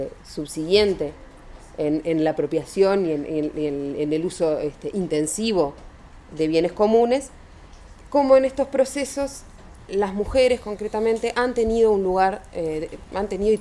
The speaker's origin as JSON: {"language": "Spanish", "region": "Montevideo", "country": "Uruguay", "said": "yo soy de Uruguay, de Montevideo concretamente"}